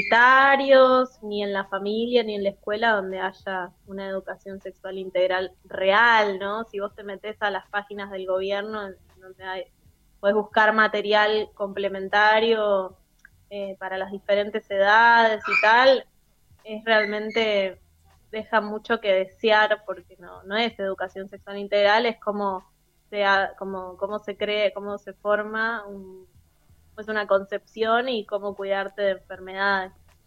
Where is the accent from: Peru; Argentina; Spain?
Argentina; San Juan; Yo soy sanjuanina y allá hay como, está la siesta, ¿viste?